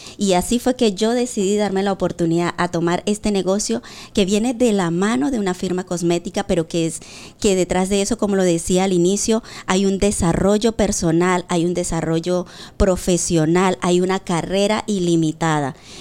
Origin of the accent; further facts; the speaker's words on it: Venezuela; now in Spain; tanto estando aquí en España como cuando estaba en mi país, Venezuela.